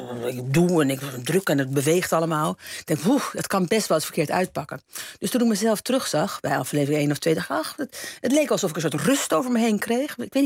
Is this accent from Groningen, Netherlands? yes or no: no; Amsterdam, North Holland, Netherlands; also born or lived in Utrecht; Nee, ik ben in Amsterdam opgegroeid, in Amsterdam. En ik ben daarna, heb ik nog in Utrecht gewoond. En ik ken hem uit de tijd dat ik in Utrecht woonde. Althans, kende ik Jantje, dus ook Frans. Maar ik ben een Amsterdamse.